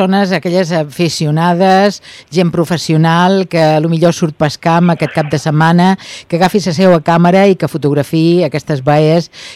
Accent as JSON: {"language": "Catalan", "town": "Ibiza", "region": "Balearic Islands", "country": "Spain", "said": "nosaltres, com a eivissencs que som, hi participarem també"}